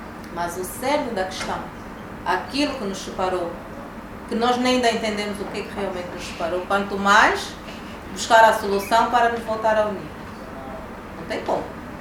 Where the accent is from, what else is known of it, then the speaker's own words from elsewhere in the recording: Angola; nós como angolanos ainda não nos reconciliamos.